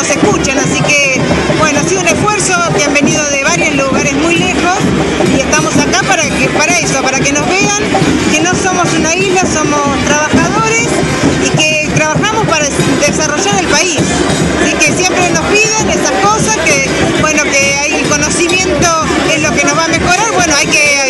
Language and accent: Spanish; Neuquén, Argentina; De Neuquén.